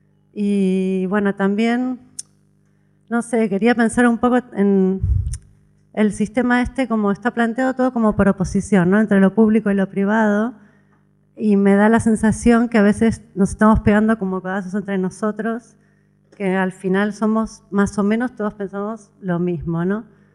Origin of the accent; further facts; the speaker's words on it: Argentina; now in Spain; Yo soy argentina, tengo dos hijos nacidos aquí, catalano-argentinos, vamos a poner.